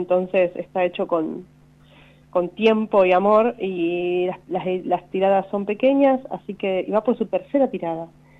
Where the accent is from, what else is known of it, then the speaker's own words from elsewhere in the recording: Quemú Quemú, La Pampa, Argentina; Bueno, soy yo de Quemuquemú, ¿viste?